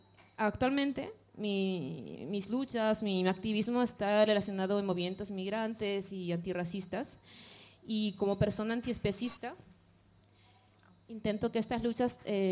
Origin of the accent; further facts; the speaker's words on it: Bolivia; En Bolivia hay muchos, yo soy de Bolivia, hay muchos movimientos libertarios. Para mí forman parte de mi historia, de mi cultura.